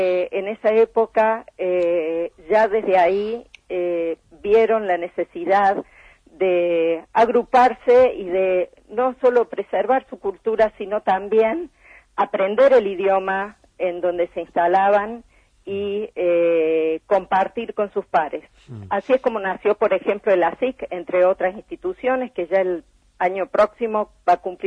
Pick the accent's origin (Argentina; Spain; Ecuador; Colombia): Argentina; pero a la sociedad argentina también, sobre todas las cosas, porque somos argentinos.